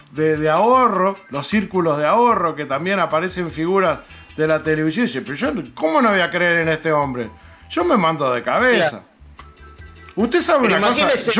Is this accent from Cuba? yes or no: no; Uruguay; Algo que como uruguayos no lo podemos permitir.